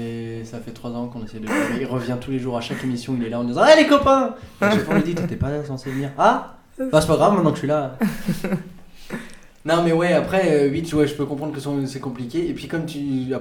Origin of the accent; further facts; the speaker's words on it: Béziers, Occitanie, France; Alors, moi, je viens de Béziers.